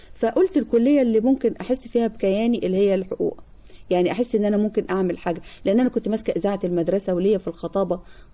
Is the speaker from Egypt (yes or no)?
yes; Nag Hammadi, Qena Governorate, Egypt; نجا حمادي